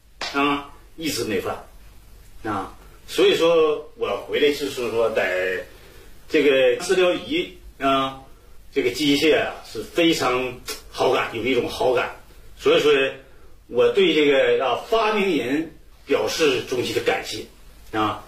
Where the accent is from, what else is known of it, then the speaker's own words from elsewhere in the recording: Northeast China, China; accent: Northeastern; 用咱们东北话说就是经常淌鼻涕啊